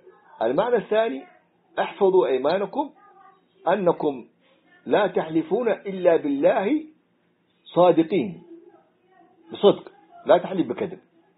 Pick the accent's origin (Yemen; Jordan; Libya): Yemen; Hadramaut; رأيتها صورة أحد الدجاجلة عندنا في حضرموت